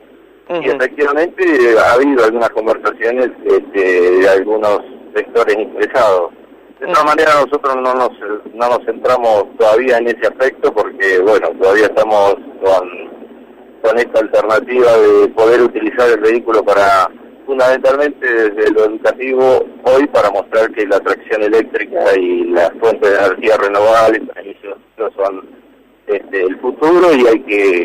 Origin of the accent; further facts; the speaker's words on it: Buenos Aires Province, Argentina; Sí, yo soy de La Barría